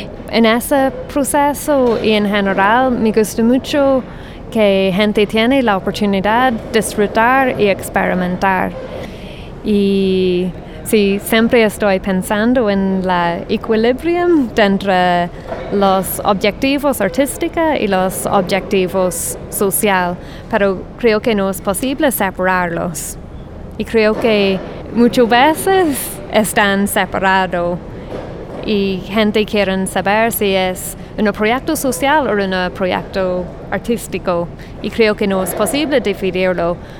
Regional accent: Ireland; Spanish is a second language; soy irlandesa. Y en Irlanda estoy trabajando en un centro cultural

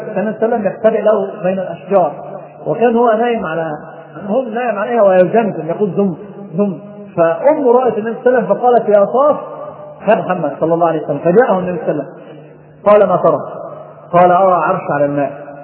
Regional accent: Egypt; ناس عندنا في مصر

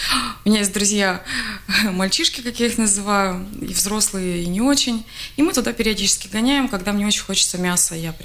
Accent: Ukraine; Я же с Украины.

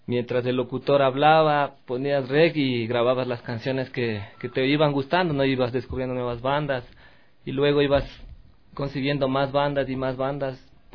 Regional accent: Sangolquí, Pichincha, Ecuador; yo soy de Sangolquí, pero casi a partir del colegio, desde segundo curso, vine a estudiar acá a Quito

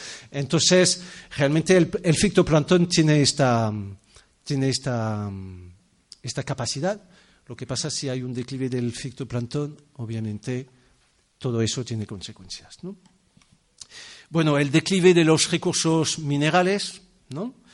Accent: France; now in Spain; porque quizás soy francés, es un parti pris chauvinista

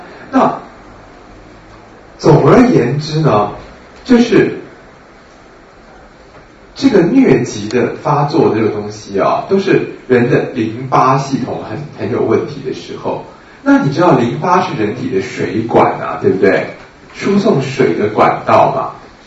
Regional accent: China; 那我们中国人就是用牡蛎壳

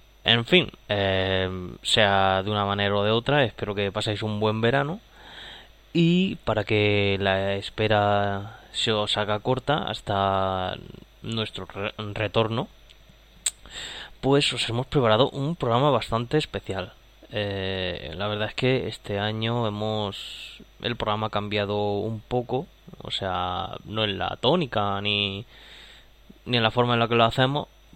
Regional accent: Region of Murcia, Spain; vuestro murciano favorito.

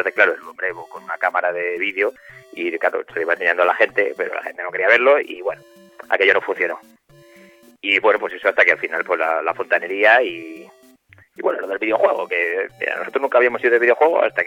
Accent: Castilla-La Mancha, Spain; En realidad somos de un pueblo pequeñito de Cuenca.

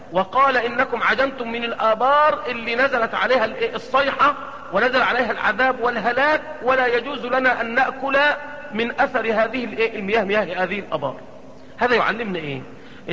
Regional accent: Egypt; يعني احنا عندنا في مصر الأهرامات

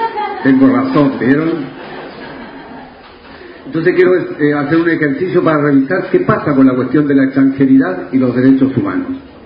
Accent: Chile; now in Argentina; en 44 años de destierro en esta patria argentina, yo soy chileno

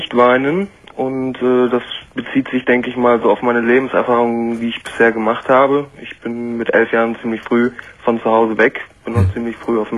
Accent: Rostock, Mecklenburg-Vorpommern, Germany; dann war die Wende damals zu der Zeit, ich komme aus Rostock ehemals, und das war ziemlich viel.

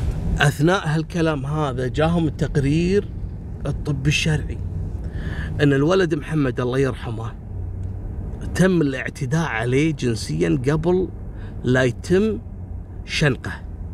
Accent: Kuwait; هذا عندهم من كبائر القضايا الجنائية اللي تحصل عندنا في الكويت

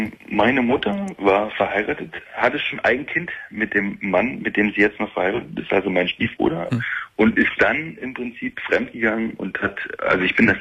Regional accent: East Germany, Germany; Na gut, wir sind im Osten groß geworden

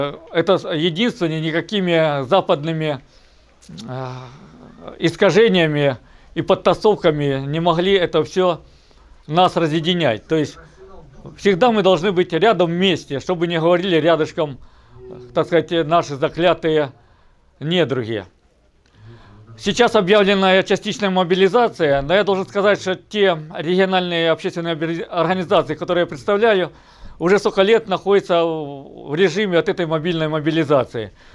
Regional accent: Ukraine; moved away as an adult; Я сам родом из Украины, прожил там 25 лет.

